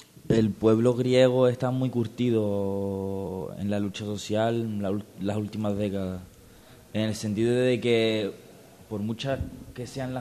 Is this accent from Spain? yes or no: no; Cyprus; yo vengo de Chipre.